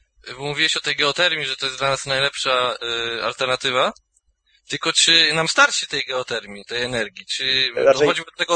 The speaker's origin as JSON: {"language": "Polish", "region": "Pomeranian Voivodeship", "country": "Poland", "said": "bo jestem Kaszubem, więc pamiętajcie o tym."}